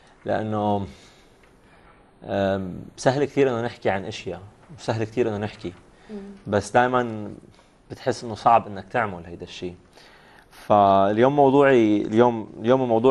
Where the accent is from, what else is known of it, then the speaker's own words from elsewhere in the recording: Syria; اليوم كمان كسورية الوضع اللي عم نمرق فيه